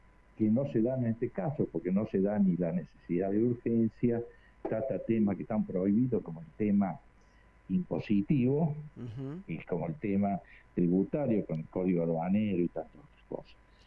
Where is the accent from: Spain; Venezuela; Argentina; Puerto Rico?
Argentina; Córdoba; Ayer me ha dado vergüenza ajena, como abogado y como cordobés